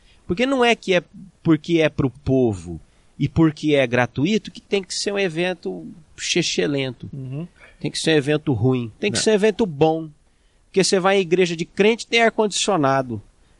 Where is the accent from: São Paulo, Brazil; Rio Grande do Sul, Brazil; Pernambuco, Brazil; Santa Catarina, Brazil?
São Paulo, Brazil; Jundiaí; born there; eu sou de Jundiaí, isso aí porque é uma noção equivocada, né? Eu nasci na região metropolitana da Grande Jundiaí, da qual São Paulo faz parte ali.